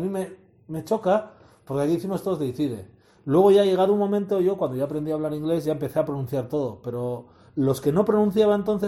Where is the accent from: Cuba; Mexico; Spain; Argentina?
Spain; Basque Country; Por encima soy de Euskal Herria, o sea.